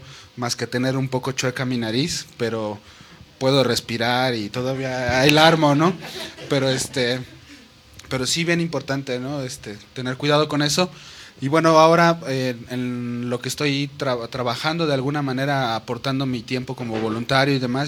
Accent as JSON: {"language": "Spanish", "town": "Toluca", "region": "State of Mexico", "country": "Mexico", "tie": "born or raised there", "also_born_or_lived": "Ecatepec / Chiapas", "said": "yo nací aquí en el DF, pero casi recién nacido nos fuimos a vivir a Ecatepec, luego a Toluca. Aprendí a andar en bici en Toluca y como entre tercero, quinto de primaria me fui a Chiapas"}